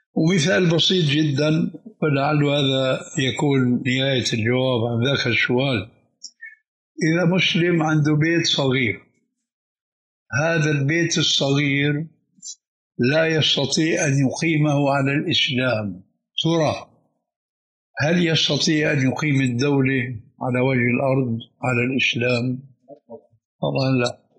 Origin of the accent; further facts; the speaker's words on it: Syria; كما يقولون عندنا في الشام بدها زكتاف